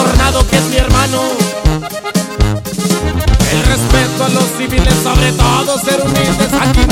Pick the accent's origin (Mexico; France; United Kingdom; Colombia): Mexico; Veracruz; les digo con orgullo que yo soy veracruzano.